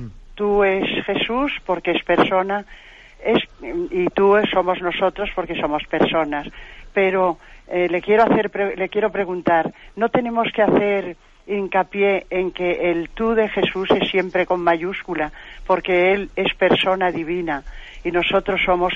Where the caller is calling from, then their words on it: Madrid, Community of Madrid, Spain; de Madrid.